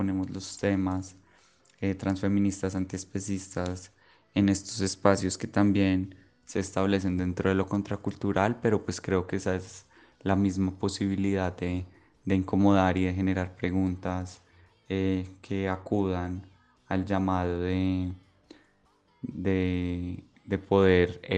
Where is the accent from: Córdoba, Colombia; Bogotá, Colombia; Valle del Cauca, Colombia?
Bogotá, Colombia; born there; now in Medellín, Colombia; nací en Bogotá, pero vivo en Medellín como hace 12 años.